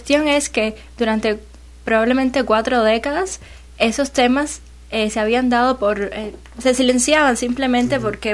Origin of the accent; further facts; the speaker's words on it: Havana, Cuba; De La Habana.